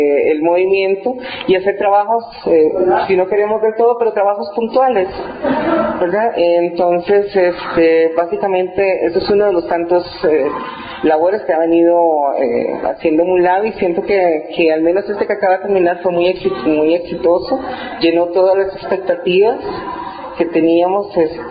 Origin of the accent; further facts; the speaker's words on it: Costa Rica; soy costarricense, soy activista trans, intersex.